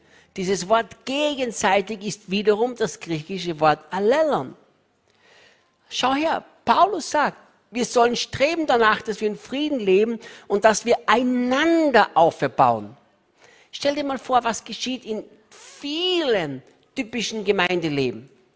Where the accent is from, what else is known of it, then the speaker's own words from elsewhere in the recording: Austria; Ich bin Österreicher, hatte nichts gegen die Schweiz, niemals. Wir Österreicher denken, die Schweiz ist ein geniales Land.